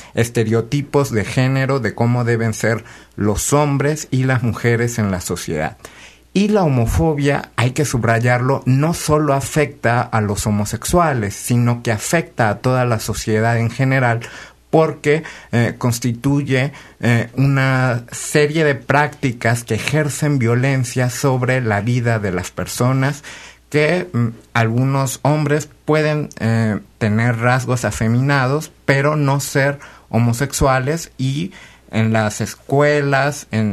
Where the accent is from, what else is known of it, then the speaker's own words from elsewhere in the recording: Zamora, Michoacán, Mexico; De Zamora, Michoacán.